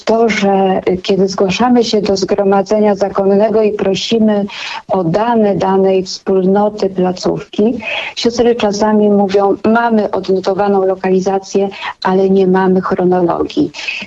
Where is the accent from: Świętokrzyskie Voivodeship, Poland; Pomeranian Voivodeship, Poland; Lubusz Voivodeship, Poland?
Świętokrzyskie Voivodeship, Poland; Pińczów; Ja sama przyznam, pochodzę z małej miejscowości w Świętokrzyskim Pińczów.